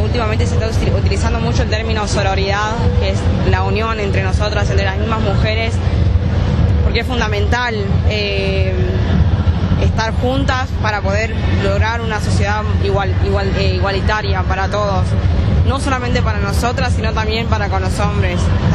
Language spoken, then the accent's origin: Spanish; Salta, Argentina; now in Buenos Aires, Argentina; soy de Salta, pero estoy viviendo acá en Buenos Aires hace 3 años